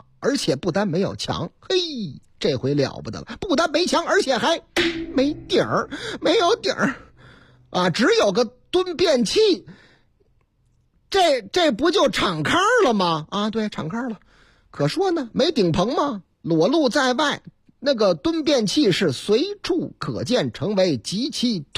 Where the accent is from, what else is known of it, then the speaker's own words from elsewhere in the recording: Fenghuang Village, China; 在我的老家凤凰村，全村常年住在村里的也就20来户人家